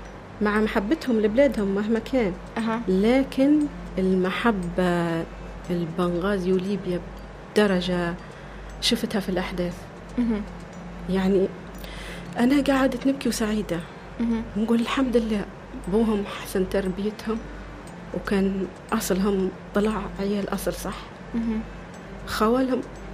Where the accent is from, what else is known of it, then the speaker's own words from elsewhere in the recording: Libya; هي مش ليبية وأنا ليبية